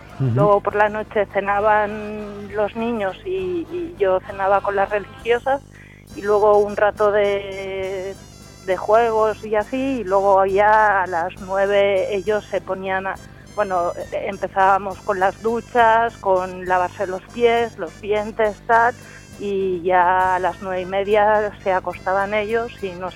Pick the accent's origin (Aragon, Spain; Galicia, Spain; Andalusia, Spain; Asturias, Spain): Aragon, Spain; Belmonte de San José; que es mi pueblo, ¿eh?